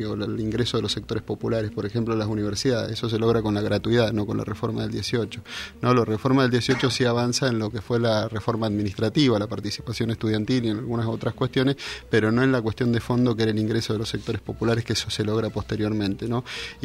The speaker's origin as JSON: {"language": "Spanish", "region": "Mendoza", "country": "Argentina", "lives_now": "Bahía Blanca, Argentina", "said": "Bueno, soy mendocino, ¿no? Hace un año que estoy acá en Bahía Blanca y en la Universidad Nacional"}